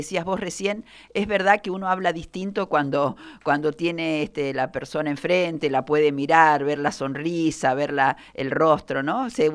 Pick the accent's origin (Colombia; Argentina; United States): Argentina; Mendoza; also born or lived in Santa Fe; cuando éramos muy pequeños y nos vinimos de Santa Fe a vivir a Mendoza, a Minetti